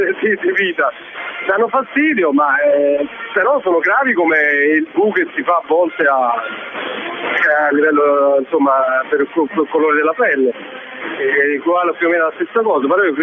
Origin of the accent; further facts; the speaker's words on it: Naples, Campania, Italy; io sono napoletano.